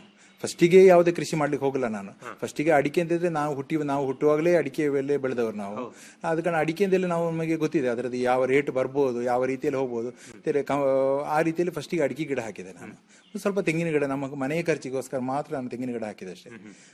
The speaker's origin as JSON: {"language": "Kannada", "town": "Kasaragod", "region": "Kerala", "country": "India", "also_born_or_lived": "Mumbai", "lives_now": "Kundapura, India", "said": "ಮೂಲತಃ ನಾನು ಕಾಸರಗೋಡ್ನವ. ನಾನು ಬಾಂಬೆಲ್ಲ ಸ್ವಲ್ಪ ಜಾಬಲ್ಲೆಲ್ಲ ಇದ್ದೆ."}